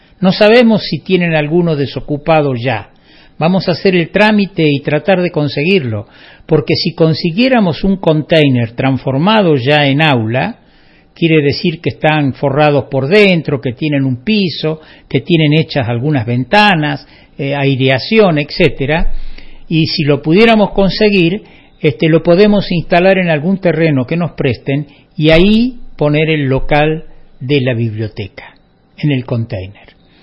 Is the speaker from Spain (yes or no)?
no; Córdoba, Argentina; somos todos de Parabachasca.